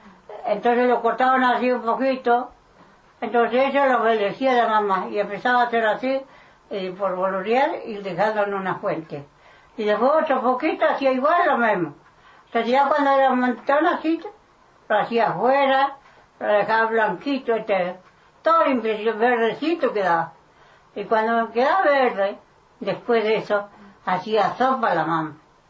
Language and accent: Spanish; Puyén, Argentina; born there; En el Puyén.